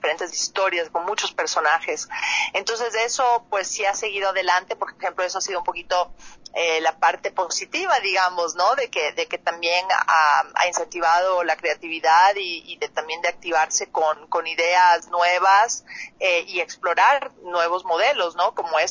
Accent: Ecuador; pero somos varios actores de Ecuador. Está Roberto Manrique, Diego Miñone y yo de Ecuador

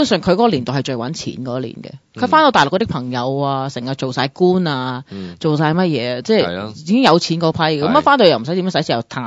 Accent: United States; 即系我喺美国长大都咁多年啦，我亦都系由低做起啦。

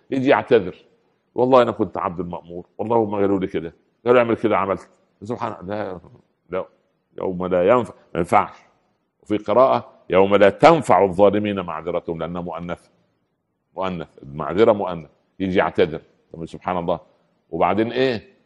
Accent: Upper Egypt, Egypt; يعني مثل عمي عندنا في الصعيد يقولوا ايه

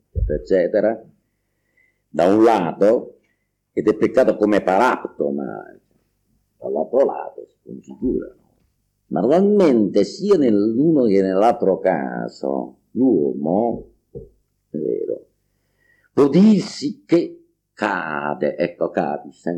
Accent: Campania, Italy; e io che sono campano, ho vissuto tutte le esperienze del culturismo campano

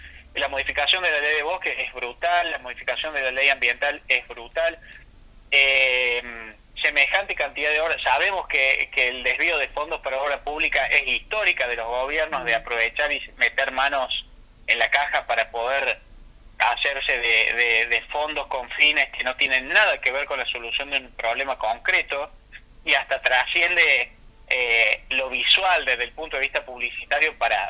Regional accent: Córdoba, Argentina; si yo me voy, que soy de Córdoba, se me ocurre tomar agua de una cabaña, que me voy un fin de semana a Tanti

